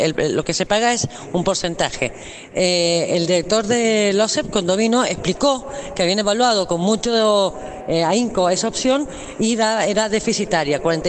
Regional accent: Mendoza, Argentina; Y somos todos los mendocinos, esto quiero decir

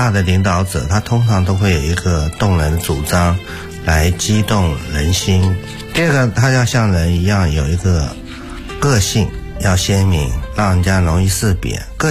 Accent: Taiwan; 那我们台湾人都很喜欢有什么阿什么

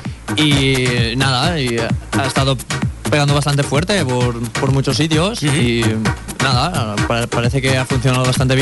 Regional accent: Cullera, Valencian Community, Spain; De Cullera.

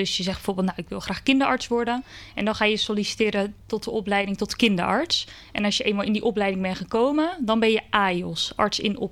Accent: Schiedam, South Holland, Netherlands; now in Rotterdam, Netherlands; Ik ben 25 jaar en ik kom uit Schiedam. Daar heb ik eigenlijk mijn hele leven gewoond. Maar nu sinds een paar maanden woon ik in Rotterdam. En ik heb in Schiedam ook altijd op school gezeten. Op Spieringzoek, de middelbare school gedaan.

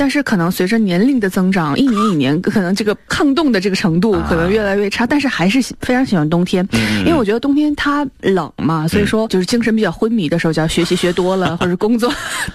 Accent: Northeast China, China; 就是我小的时候在东北都是那种麻袋雪橇

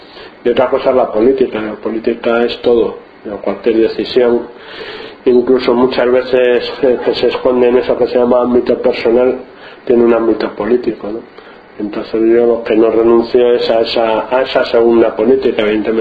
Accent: Bilbao, Basque Country, Spain; born there; now in Rentería, Spain; nací en Bilbao y llevo en Rentería ya 17 años.

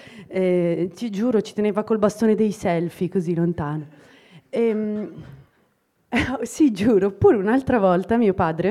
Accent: Idro, Lombardy, Italy; io vengo da Idro, qualcuno lo conosce? No, non sapevate dove è Brescia, figurati Idro.

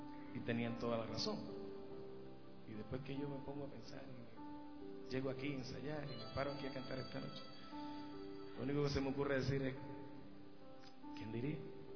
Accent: Puerto Rico; Y gracias a Dios allá en mi país, Puerto Rico, se nos dio la oportunidad

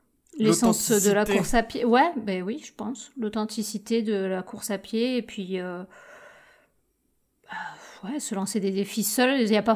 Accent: Lautrec, Occitanie, France; Non, mais là, moi, je suis de l'Autrec, l'Airos de l'Autrec, voyons.

